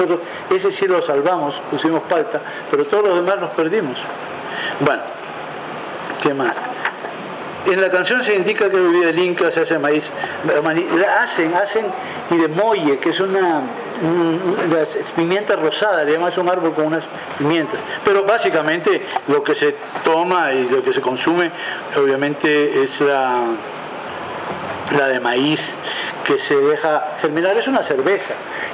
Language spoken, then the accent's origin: Spanish; Lima, Peru; que soy un limeño mazamorrero, es decir, más puro que eso no puede haber